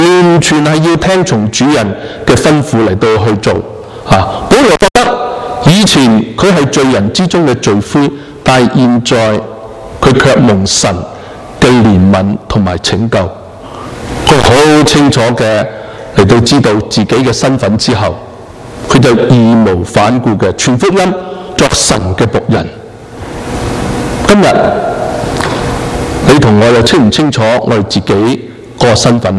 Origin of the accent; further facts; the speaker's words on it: China; 我哋身为中国人，我哋会为咗中国喺政治喺呢一个经济嘅舞台上边起飞